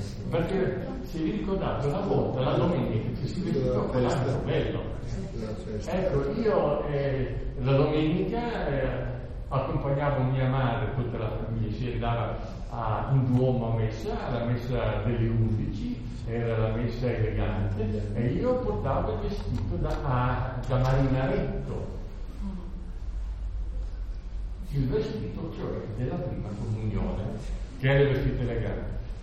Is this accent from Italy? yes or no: yes; Bolzano, Trentino-Alto Adige, Italy; born there; sono nato a Bolzano nel 34